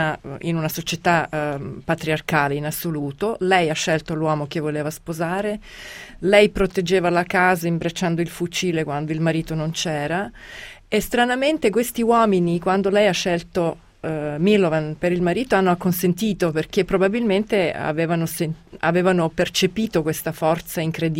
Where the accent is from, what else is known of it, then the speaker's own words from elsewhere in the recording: Serbia; con tutte le cose che avevo sentito di me stessa come serba, avevo anche io la stessa paura di perdermi, di perdere il mio nome, di perdere la mia identità